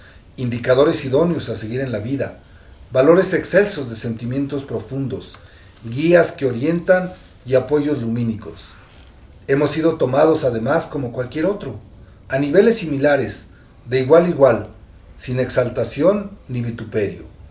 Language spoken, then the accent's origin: Spanish; Xochimilco, Mexico City, Mexico; Porque somos de Xochimilco, porque vivimos aquí, porque vivimos y convivimos con ellos